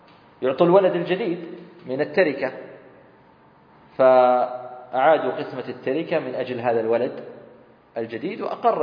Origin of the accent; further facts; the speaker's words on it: Saudi Arabia; وصارت مرة قضية هنا عندنا في السعودية، وصلت المحكمة